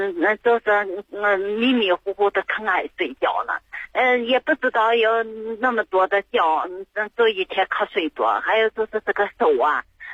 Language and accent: Chinese; Shaanxi, China; 我是陕西人啊